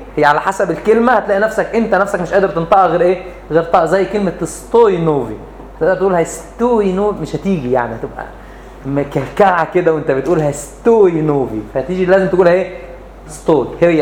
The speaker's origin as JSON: {"language": "Arabic", "region": "Upper Egypt", "country": "Egypt", "said": "احنا عندنا في الصعيد"}